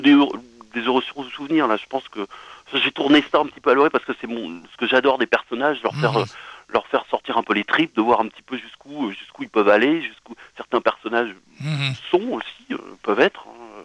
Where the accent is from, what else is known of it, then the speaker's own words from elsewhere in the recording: Lanester, Brittany, France; also born or lived in Quimper; moi je suis né à Quimper, mais j'ai vécu jusqu'à l'âge de 7 ans à Lanester, justement à côté de Lorient, dans un quartier où tout allait très bien.